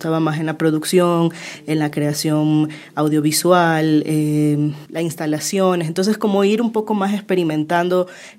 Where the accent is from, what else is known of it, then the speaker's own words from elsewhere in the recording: Guayaquil, Guayas, Ecuador; born there; yo nací en Guayaquil